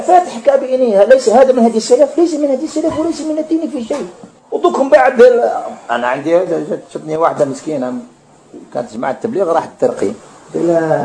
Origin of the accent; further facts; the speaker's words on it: Algeria; الرقية عندنا في الجزائر